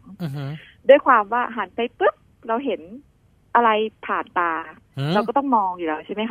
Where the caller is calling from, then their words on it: Bangkok, Thailand; แถวตลาดพลูอะค่ะ